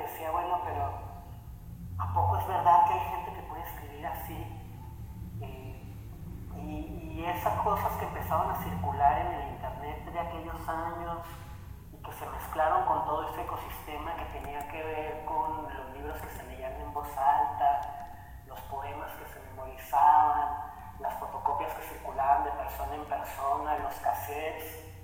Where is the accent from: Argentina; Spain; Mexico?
Mexico; La Laguna; Yo soy de La Laguna, que es esta zona que está entre Coahuila y Durango, en el norte de México.